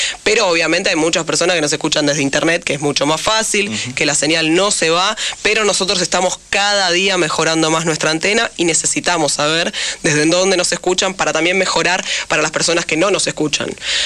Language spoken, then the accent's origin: Spanish; Tres de Febrero, Buenos Aires Province, Argentina; yo soy de 3 de febrero y soy de River